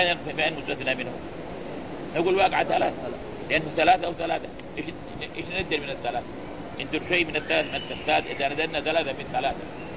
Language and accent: Arabic; Morocco; لا بس هنا عندنا في المغرب.